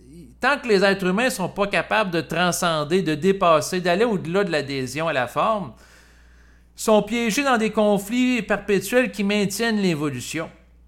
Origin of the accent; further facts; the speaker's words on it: Canada; born there; Moi, en tant qu'individu, je suis né au Canada